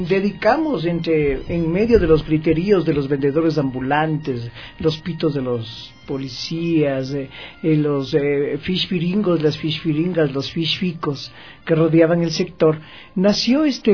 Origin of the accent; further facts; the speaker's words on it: Quito, Pichincha, Ecuador; Entonces nosotros como buenos quiteños fuimos armonizando esta esencia en esta plaza.